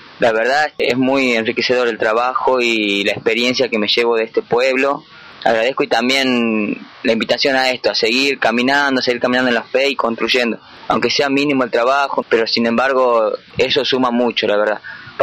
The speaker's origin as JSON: {"language": "Spanish", "town": "San Miguel de Tucumán", "region": "Tucumán", "country": "Argentina", "said": "soy de San Miguel de Tucumán, estoy estudiando allá, estoy con mi familia"}